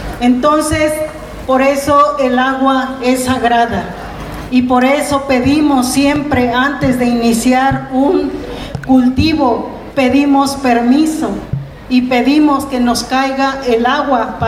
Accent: Jalisco, Mexico; Un ejemplo claro de Jalisco, de donde yo soy, del sur de Jalisco.

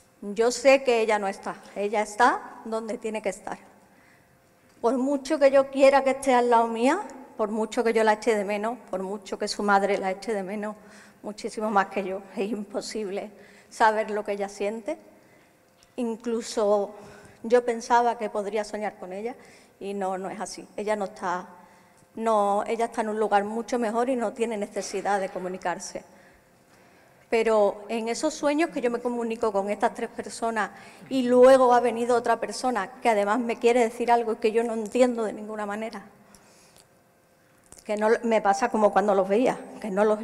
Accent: Huelva, Andalusia, Spain; por tanto, soy de Huelva

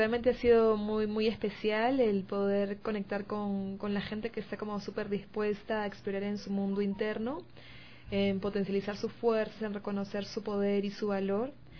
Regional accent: Lima, Peru; Vengo de Perú, de Lima

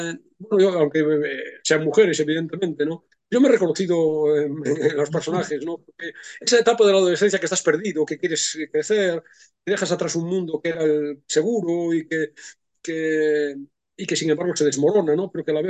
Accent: Galicia, Spain; nada tienen que ver con mi adolescencia en Galicia

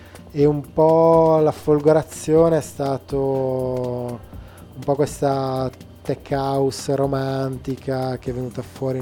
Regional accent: Bolzano, Trentino-Alto Adige, Italy; Esatto, perché vengo da Bolzano.

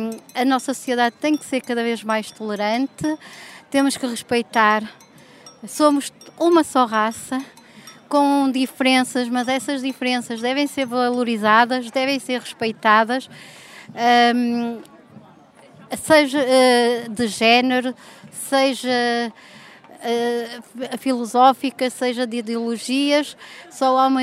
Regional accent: Braga, Portugal; Eu venho de Braga, sou do núcleo antifascista de Braga

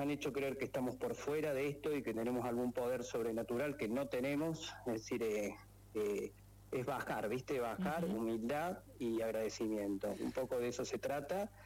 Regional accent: Córdoba, Argentina; yo soy cordobés, soy egresado de la Universidad Nacional de Córdoba

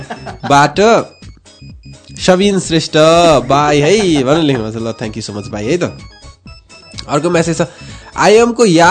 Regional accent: Marin Khola, Bagmati, Nepal; सिन्धुली मेरो जन्म स्थान मरिन खोला हो मेरो गाउँ

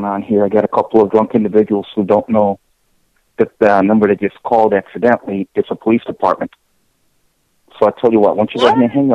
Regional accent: California, United States; I'm from California. How about you?

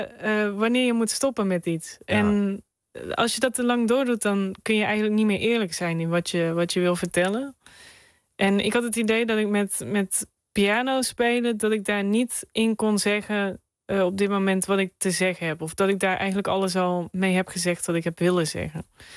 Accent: North Brabant, Netherlands; ik ben een Brabander in hart en nieren. En ja, sinds kort ook Belg, sinds een jaar.

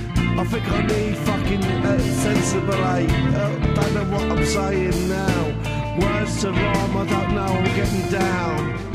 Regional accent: United Kingdom; It's just me, I'm a Brit, and I'm the one viewer, and I'm losing it.

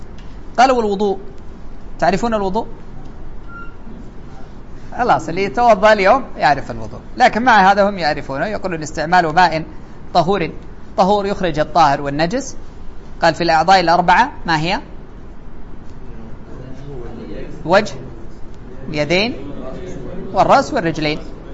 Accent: Saudi Arabia; يعني على أنتم عندنا في السعودية هكذا

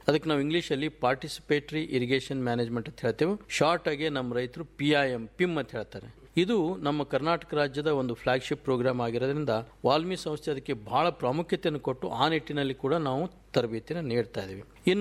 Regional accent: Karnataka, India; ಮೂಲತಃ ನಂದು ಕೂಡ ವಿಜಾಪುರ ಜಿಲ್ಲೆ, ಭೀಮಾ ನದಿ ತೀರದಲ್ಲಿ ನನ್ನ ಊರು. ನನಗೆ ಒಂದು ರೈತನ ಮಗನಾಗಿ

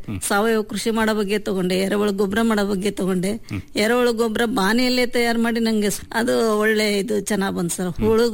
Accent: Maravalli, Karnataka, India; born there; ನಾನು ಹುಟ್ಟಿದ್ದು ಶಿಕಾರಿಪುರ ತಾಲೂಕು ಮಾರವಳ್ಳಿ, ಅಲ್ಲಿ ನಮ್ ತಂದೆ ಊರು.

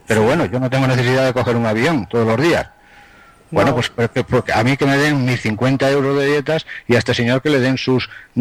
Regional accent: Galicia, Spain; Pues ahora yo te voy a contestar con otra pregunta, como buen gallego.

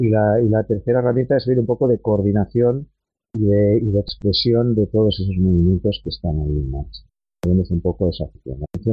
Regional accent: Barcelona, Catalonia, Spain; yo soy de Barcelona

